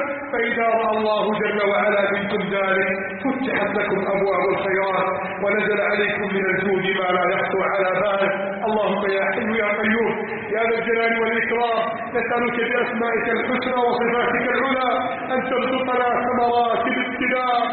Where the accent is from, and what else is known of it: Egypt